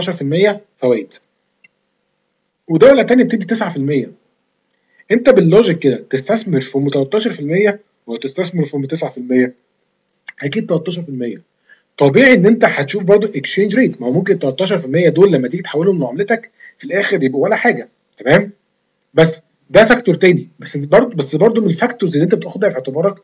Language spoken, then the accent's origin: Arabic; Egypt; البنك المركزي مثلا عندنا في مصر